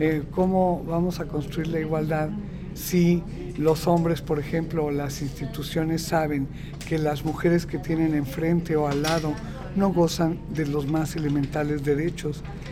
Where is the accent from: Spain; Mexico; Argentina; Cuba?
Mexico; En mi país, en México, que teníamos un avance importantísimo como política de Estado